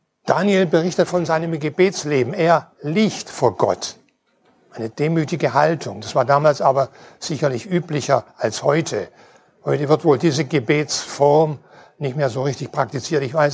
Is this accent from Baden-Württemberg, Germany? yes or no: no; Schleswig-Holstein, Germany; aus der Freien Evangelischen Gemeinde in Norderstedt. Ich komme also aus Schleswig-Holstein.